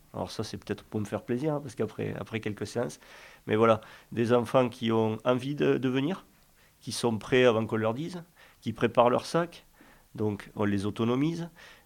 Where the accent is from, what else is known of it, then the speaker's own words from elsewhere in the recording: South-West, France; moi, encore une fois, je viens du Sud-Ouest.